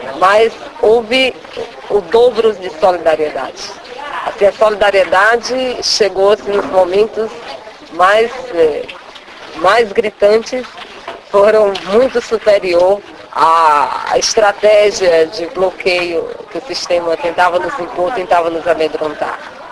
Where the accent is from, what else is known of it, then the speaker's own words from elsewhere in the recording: Northeast Region, Brazil; E para nós que viemos do Nordeste, do campo, nos amedrontou muito, buliu muito com a gente.